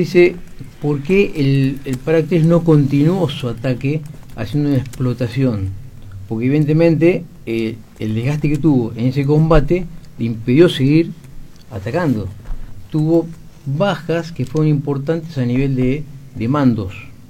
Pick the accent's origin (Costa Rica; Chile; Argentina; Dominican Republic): Argentina; La Plata, Buenos Aires Province; Uno de los motivos, porque yo soy de La Plata.